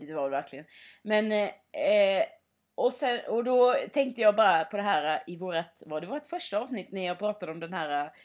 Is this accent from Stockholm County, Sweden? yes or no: no; Sävsjö, Jönköping County, Sweden; så har jag ju också varit hemma i Sävsjö.